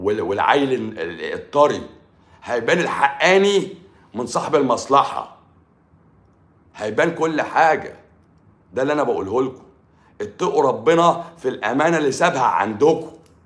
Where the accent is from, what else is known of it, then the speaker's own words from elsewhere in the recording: Morocco; وخلي بالكم انا طبيب من المغرب